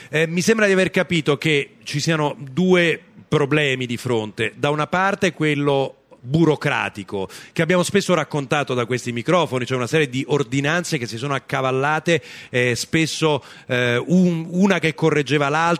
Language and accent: Italian; Bevagna, Umbria, Italy; Io personalmente c'ero, perché sono di Bevagna, la provincia di Perugia